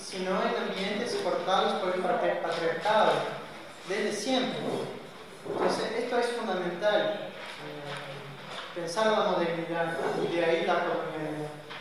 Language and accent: Spanish; Ponta Grossa, Paraná, Brazil; Spanish is a second language; now in La Plata, Argentina; soy becario de CAPES, y hago el doctorado acá, en geografía, en La Plata. Soy de Ponta Grossa, sur.